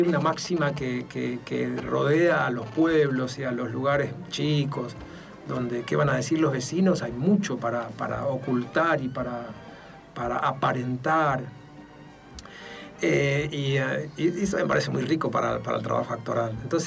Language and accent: Spanish; Palo Santo, Formosa, Argentina; en el monte formoseño donde yo nací, en una localidad que se llama Palo Santo, cuando era chiquito era muy común escuchar los radioteatros o la película que llegaba al pueblo